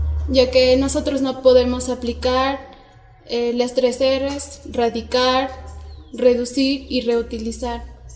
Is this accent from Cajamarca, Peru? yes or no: yes; Celendín, Cajamarca, Peru; Vengo de la ciudad de Selendín.